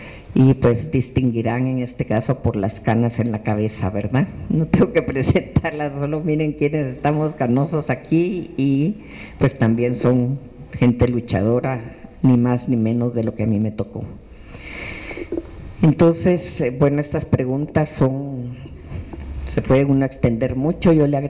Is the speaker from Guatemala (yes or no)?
yes; Guatemala; now in Mexico; los que siendo guatemaltecos tuvimos que llegar en algún momento a México como única posibilidad de salvar la vida